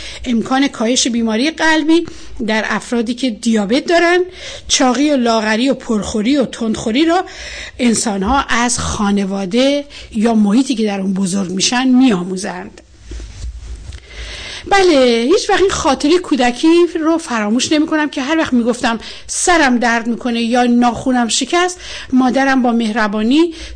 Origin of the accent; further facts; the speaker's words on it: Mazandaran, Iran; وقتی من به شما میگم من مازندرانی هستم، این یک نسبت جغرافیایی است نه قومی.